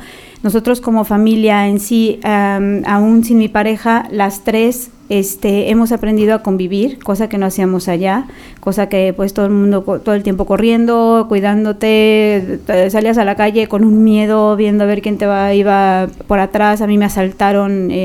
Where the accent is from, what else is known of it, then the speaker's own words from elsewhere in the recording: Guadalajara, Jalisco, Mexico; moved away; also born or lived in Mexico City; yo nací en la capital de México, pero desde muy pequeña emigré a Guadalajara, Jalisco